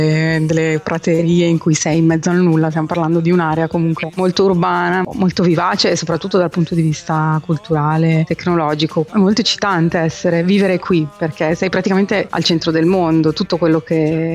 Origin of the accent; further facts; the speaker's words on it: Milan, Lombardy, Italy; Io sono di Milano, siamo tutti e due di Milano, proprio bauscia dentro, diciamo.